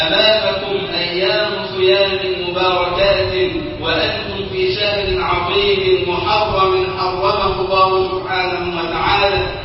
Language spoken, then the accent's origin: Arabic; Egypt